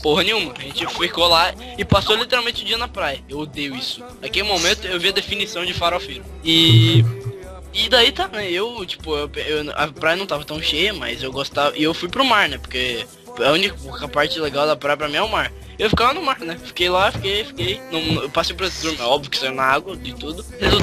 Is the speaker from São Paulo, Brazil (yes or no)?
no; Minas Gerais, Brazil; Eu sou mineiro.